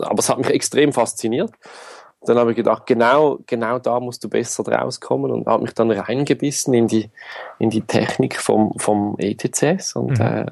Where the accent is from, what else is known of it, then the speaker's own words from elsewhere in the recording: Zurich, Switzerland; ich komme aus der Schweiz. Hier in der größeren Region Zürich bin ich zu Hause, bin jetzt 37, habe Familie